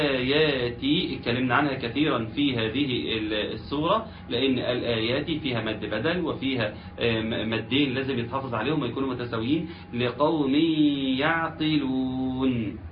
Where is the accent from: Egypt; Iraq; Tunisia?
Egypt; يعني عندنا في مصر